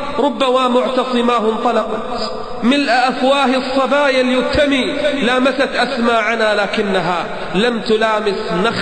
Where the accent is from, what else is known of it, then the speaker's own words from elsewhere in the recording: Kuwait; عندنا بالكويت الكلام عربي والجلد عربي والشكل عربي